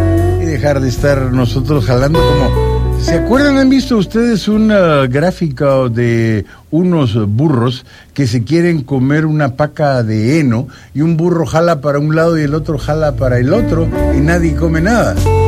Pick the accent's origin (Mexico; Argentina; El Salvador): El Salvador; Jalamos todos para el mismo lado sabiendo que somos salvadoreños